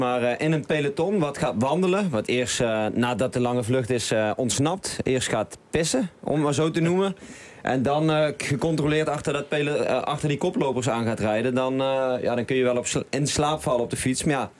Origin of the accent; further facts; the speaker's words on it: Valkenburg, Limburg, Netherlands; Maar ik kom uit Valkenburg. Nou, daar woont familie, daar wonen kennissen, daar wonen vrienden.